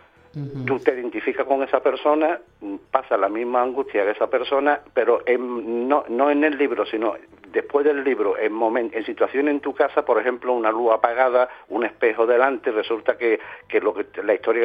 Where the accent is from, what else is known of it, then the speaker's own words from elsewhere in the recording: Seville, Andalusia, Spain; born there; now in San Fernando, Spain; Yo llevo ya casi 40 años en San Fernando, en Cádiz. O sea, nací en Sevilla, pero digamos que mi corazón está dividido entre Cádiz y Sevilla.